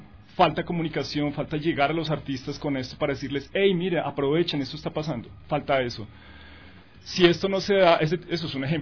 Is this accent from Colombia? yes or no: yes; Colombia; now in Ecuador; Pues crecí en Colombia, después he visto otros, como otros procesos en otros países.